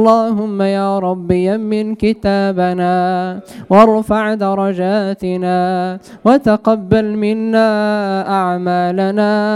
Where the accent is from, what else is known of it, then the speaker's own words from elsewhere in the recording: Morocco; اللهم يا رب احفظ بلدنا المغرب من الفتن